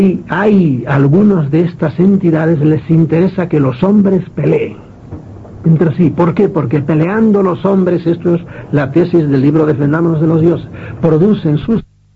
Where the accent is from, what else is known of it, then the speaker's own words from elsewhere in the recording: Galicia, Spain; now in Madrid, Spain; Yo soy gallego y estoy en Madrid, ¿verdad? Y ahora pues soy madrileño, pero sigo siendo gallego